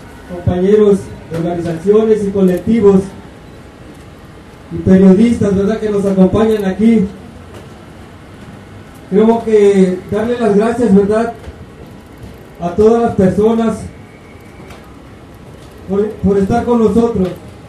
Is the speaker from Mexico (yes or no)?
yes; Mexico; Yo como mexicano siempre me he sentido indignado de esta clase de porquería que existe de gobierno.